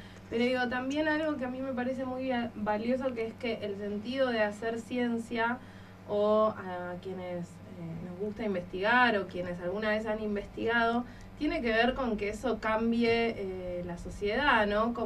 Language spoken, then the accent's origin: Spanish; Argentina; Me siento más ciudadana argentina que nunca.